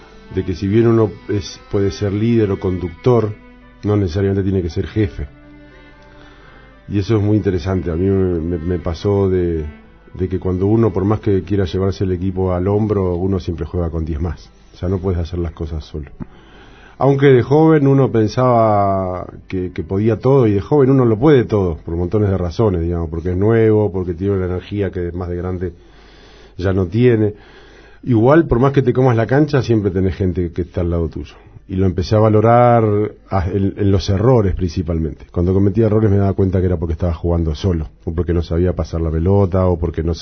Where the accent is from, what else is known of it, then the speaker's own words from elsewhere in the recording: Montevideo, Uruguay; born there; el cine de barrio que estaba en el Cerro, que es donde yo nací en Montevideo